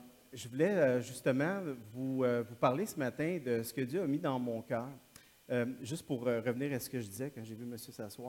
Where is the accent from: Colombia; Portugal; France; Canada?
Canada; Quebec; also born or lived in Calgary, Canada; Oui, je suis du Québec, mais j'étais en Alberta à Calgary pendant quelques années.